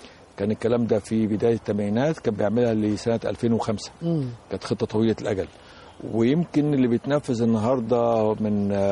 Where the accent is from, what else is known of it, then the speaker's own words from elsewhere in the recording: Alexandria, Alexandria Governorate, Egypt; أنا أصلا سكندري الأصل، ولدت في مدينة الإسكندرية، وتعلمت في مدارس مصر هنا في الإسكندرية أيضا، وتخرجت من الجامعة في الإسكندرية، وعملت أيضا في الأكاديمية في الإسكندرية في أول حياتي.